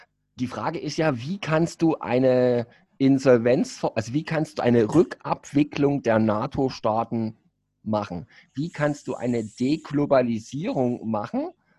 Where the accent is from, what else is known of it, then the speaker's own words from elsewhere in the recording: East Germany, Germany; Ja, ich muss es halt als Ossi nochmal speziell anweisen.